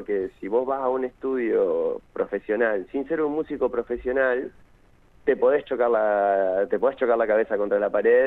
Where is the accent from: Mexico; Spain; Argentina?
Argentina; General Pico, La Pampa; now in Santa Rosa, Argentina; yo soy de Pico, ya hace un montón de años que vivo acá, ya soy bastante santarroceño para esta altura.